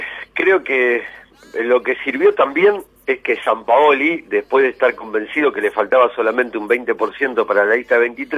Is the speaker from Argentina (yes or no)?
yes; Argentina; los argentinos lo que tenemos es un problema de comunicación telefónica